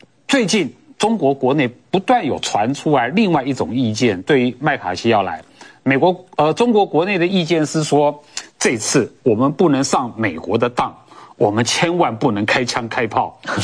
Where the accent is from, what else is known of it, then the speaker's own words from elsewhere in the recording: Taiwan; 中国没有权利决定任何外国人，包括我们台湾人能去哪里，不能去哪里